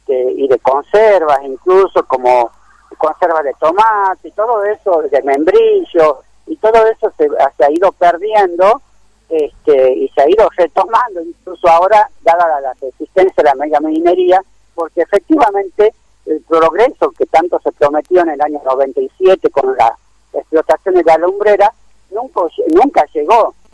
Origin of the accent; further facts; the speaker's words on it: Tafí Viejo, Tucumán, Argentina; nosotros somos de Tafí Viejo, de Tucumán